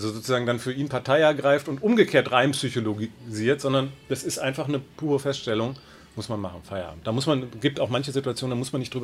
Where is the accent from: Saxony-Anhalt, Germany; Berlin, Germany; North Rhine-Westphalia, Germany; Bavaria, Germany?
Berlin, Germany; ich bin Berliner und als Fan von Hertha BSC sozialisiert worden